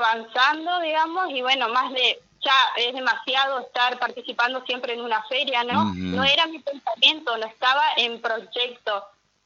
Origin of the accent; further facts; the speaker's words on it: Corrientes, Argentina; now in Concordia, Argentina; Yo, por ejemplo, soy de Corrientes.